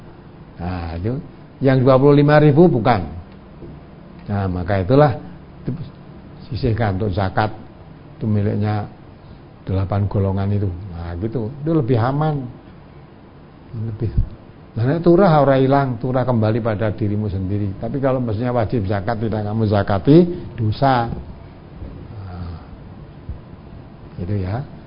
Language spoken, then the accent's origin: Indonesian; Java, Indonesia; Tentu gelangnya tidak seperti gelang kita orang Jawa